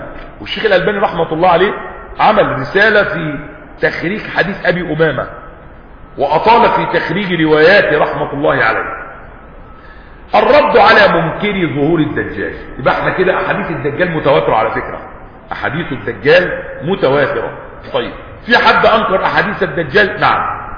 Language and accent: Arabic; Egypt; مش بيقولوا كده عندنا في مصر محدث نعمة؟